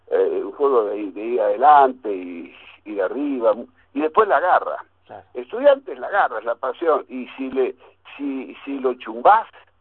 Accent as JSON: {"language": "Spanish", "town": "Olivos", "region": "Buenos Aires Province", "country": "Argentina", "tie": "born there", "said": "yo soy viejísimo, Mauro, y yo nací en Olivos."}